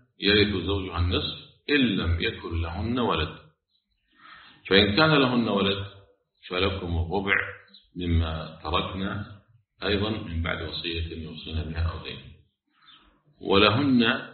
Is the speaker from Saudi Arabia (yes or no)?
no; Kuwait; يعني احنا عندنا في الكويت الحمد لله البلديه تشيل كل شيء كفان